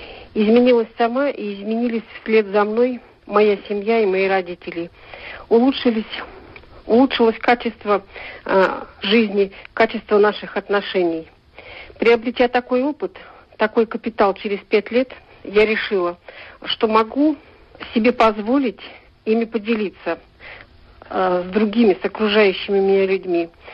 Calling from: Novokuznetsk, Kemerovo Oblast, Russia; я из Новокузнецка.

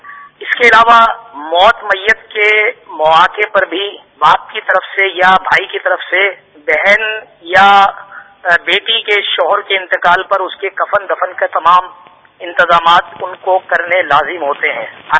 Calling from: Shahdadpur, Sindh, Pakistan; اور میں شہداد پور سے عرض کر رہا ہوں. میرا علاقہ مدنی ہے

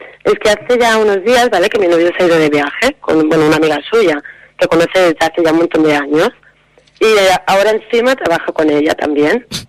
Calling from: Cerdanyola del Vallès, Catalonia, Spain; De Sardañola.

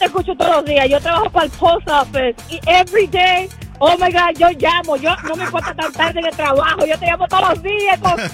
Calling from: Westchester, New York, United States; I'm from Westchester.

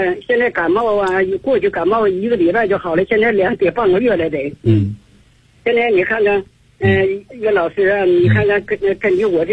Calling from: Beijing, China; 我是来自北京啊，我是你的新学员。

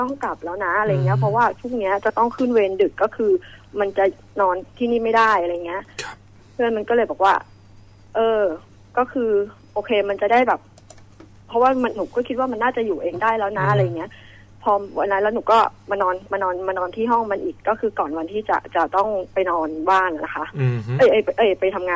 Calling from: Pak Nam, Samut Prakan, Thailand; ที่บ้านจะบอกยังไงดี ใกล้ๆที่ทำงานแถวๆปากน้ำอะค่ะ

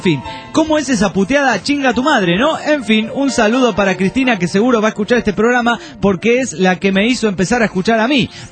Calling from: Acámbaro, Guanajuato, Mexico; de México dice, acá, Acambaro, para ser exacto.

